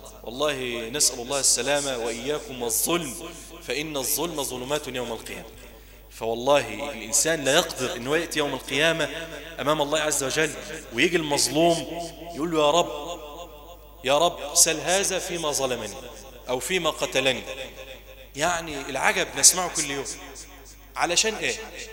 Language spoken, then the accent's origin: Arabic; Egypt; ونسأل الله عز وجل أن يحفظ بلدنا مصر وأن يجعلها واحدة للأمن والأمان